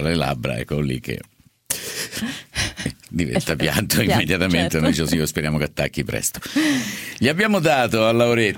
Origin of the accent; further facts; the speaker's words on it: Rome, Lazio, Italy; Io lo chiamo Er perché so di Roma, per cui è Er